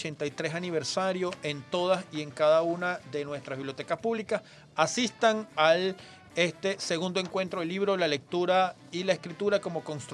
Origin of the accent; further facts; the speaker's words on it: Venezuela; lo que somos como venezolanos y como venezolanas.